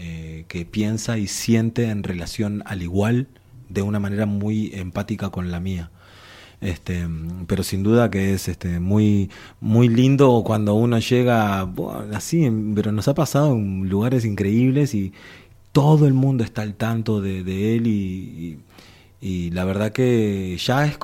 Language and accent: Spanish; Uruguay; por el lado de mi madre tengo toda esta otra... Uruguay es un país formado por inmigrantes, entonces es normal y tengo toda esta otra raíz.